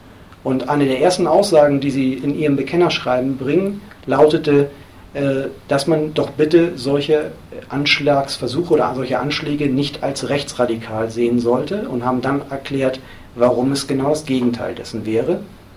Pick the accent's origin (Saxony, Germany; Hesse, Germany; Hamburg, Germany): Hamburg, Germany; hat in Hamburg, wo ich herkomme, damals auch maßgeblich die ersten Diskussionen über dieses Thema angestoßen